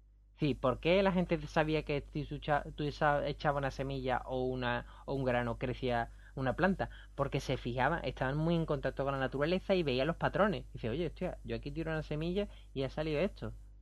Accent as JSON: {"language": "Spanish", "town": "Rota", "region": "Andalusia", "country": "Spain", "tie": "born or raised there", "said": "Aquí, por ejemplo, en Rota, en mi pueblo, había un sistema que era el del malleto"}